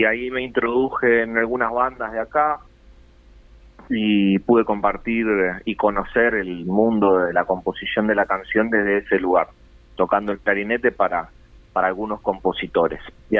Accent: Paraguay; Así que sí, nací en Paraguay, soy paraguayo, pero tengo una gran parte de mi ADN, claro, en Uruguay.

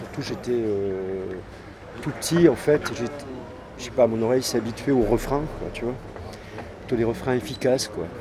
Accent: Occitanie, France; now in Paris, France; Ça fait une vingtaine d'années que je vis à Paris. Mais je suis né, j'ai grandi dans le sud-ouest de la France.

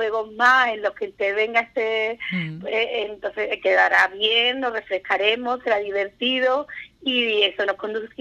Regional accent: Andalusia, Spain; somos los andaluces, nos gusta mucho la cerveza

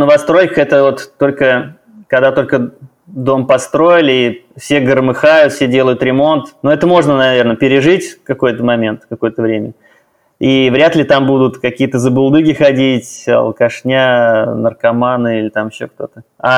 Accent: Kazan, Tatarstan, Russia; Ну, я коренной казанец, поэтому в целом, конечно, сложно мне сравнивать, сопоставлять с другими городами.

